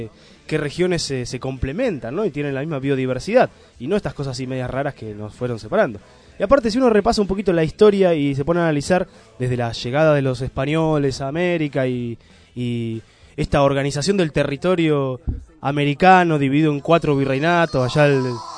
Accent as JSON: {"language": "Spanish", "country": "Argentina", "said": "yo soy argentino"}